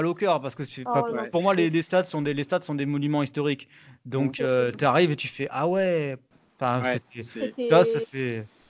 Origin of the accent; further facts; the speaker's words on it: Arles, Provence-Alpes-Côte d'Azur, France; comme je suis d'Arles, je défends.